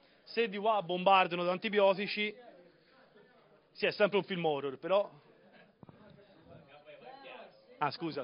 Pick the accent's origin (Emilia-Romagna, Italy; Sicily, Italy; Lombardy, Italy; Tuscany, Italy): Tuscany, Italy; Allora, siamo del Chianti, questa vi tocca.